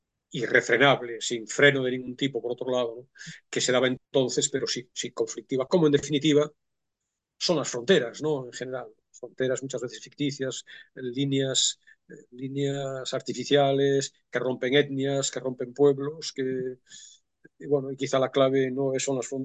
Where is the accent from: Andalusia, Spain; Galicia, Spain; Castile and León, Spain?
Galicia, Spain; Sin desmerecer a Galicia, porque yo soy gallego y Galicia es muy oeste, hay que decir.